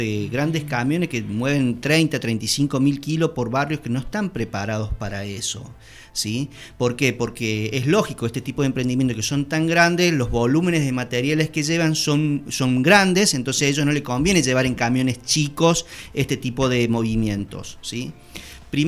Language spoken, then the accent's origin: Spanish; Córdoba, Argentina; now in Villa Allende, Argentina; Nosotros tampoco somos de Villa Allende, éramos de Córdoba, y siempre quisimos venir a Villa Allende por esa tranquilidad